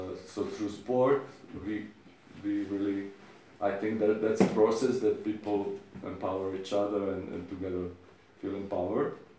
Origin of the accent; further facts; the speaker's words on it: Zagreb, City of Zagreb, Croatia; from Zagreb